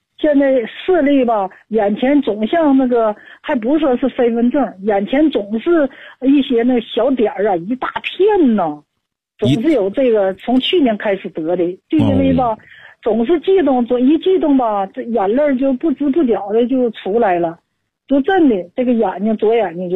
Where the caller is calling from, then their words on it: Shenyang, Liaoning, China; 咱们沈阳这边这个地方，我这个小区暖气不行。